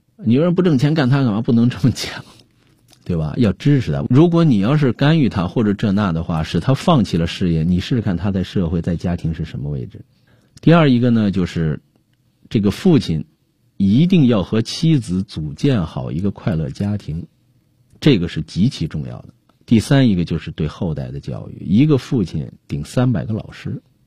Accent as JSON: {"language": "Chinese", "country": "China", "said": "我们中国人有时候就太随性"}